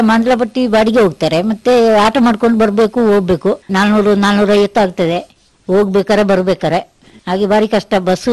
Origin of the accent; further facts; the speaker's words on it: Uppinangady, Karnataka, India; moved away as an adult; now in Madikeri, India; ನಾನು ಹುಟ್ಟಿದ್ದು ಕನ್ನಡ ಜಿಲ್ಲೆ ಉಪ್ಪಿನಂಗಡಿ, ಅಲ್ಲಿ ಹುಟ್ಟಿದ್ದು, ಅಲ್ಲಿಂದ ಅಲ್ಲಿ ಬೆಳೆದು ಇದಾಗಿ ನಾವು ಇಲ್ಲಿ ಮಡಿಕೇರಿಗೆ ಮದುವೆ ಆಗಿದ್ದು. ಮದುವೆಯಾಗಿ ಇಲ್ಲಿ ಈಗ ಒಂದು 10 ವರ್ಷ ಆಯ್ತು ಮದುವೆಯಾಗಿ.